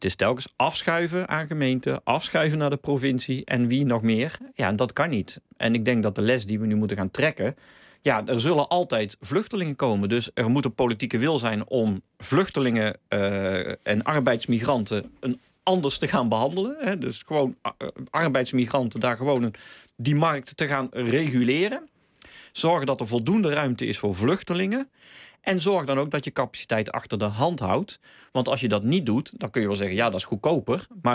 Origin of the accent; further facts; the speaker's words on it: Hilvarenbeek, North Brabant, Netherlands; Ja, ik kom uit Hilvarenbeek oorspronkelijk. Dus ik heb ook altijd in Tilburg op school gezeten.